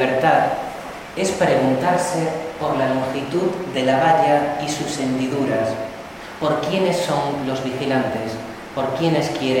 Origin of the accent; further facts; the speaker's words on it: Cáceres, Extremadura, Spain; born there; Yo nací allí, en Cáceres